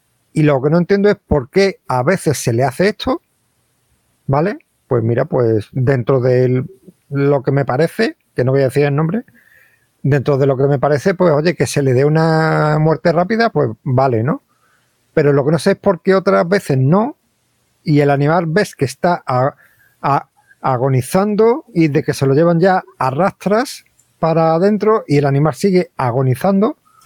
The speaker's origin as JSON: {"language": "Spanish", "town": "Ronda", "region": "Andalusia", "country": "Spain", "tie": "born or raised there", "said": "y hablo porque en mi pueblo natal, en Ronda"}